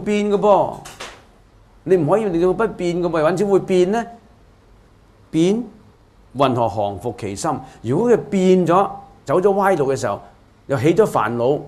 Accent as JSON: {"language": "Cantonese", "country": "China", "said": "我哋中國人中意簡化噶嘛"}